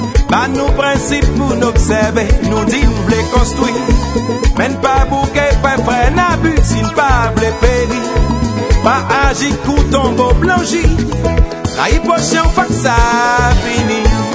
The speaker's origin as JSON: {"language": "Spanish", "country": "Venezuela", "said": "Venezuela."}